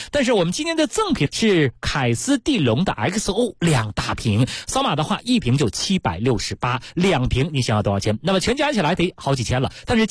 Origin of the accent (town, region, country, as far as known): China